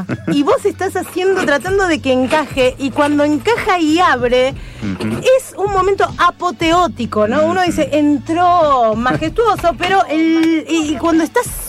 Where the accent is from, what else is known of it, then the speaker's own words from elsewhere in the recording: Buenos Aires, Argentina; Nosotros que estamos acá en Capital Federal, que somos porteños